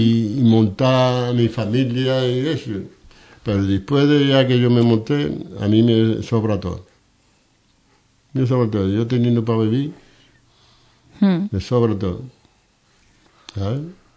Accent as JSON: {"language": "Spanish", "town": "Ubrique", "region": "Andalusia", "country": "Spain", "said": "yo soy de Ubrique"}